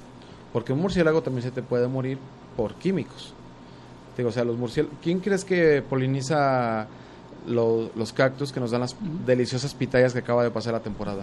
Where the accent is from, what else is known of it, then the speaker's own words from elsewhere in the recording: San Antonio Juanacaxtla, Jalisco, Mexico; yo crecí en San Antonio Juanacaxtla, el municipio de Juanacatlán, que tiene una biodiversidad gigante y que estamos a 35 kilómetros de Guadalajara, pero casi nadie conoce esa zona.